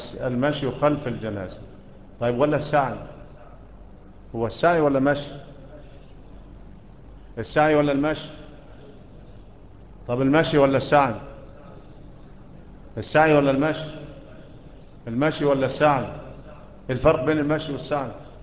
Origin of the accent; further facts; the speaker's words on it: Egypt; ومنا احنا كمصريين ايه اللي بيعملوه ده؟